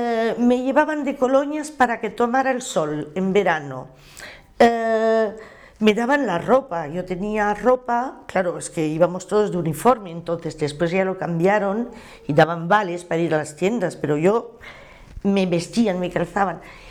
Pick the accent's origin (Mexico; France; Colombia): France; Saint-Denis, Île-de-France; yo soy del Cinturón Rojo de París, soy de Saint-Denis.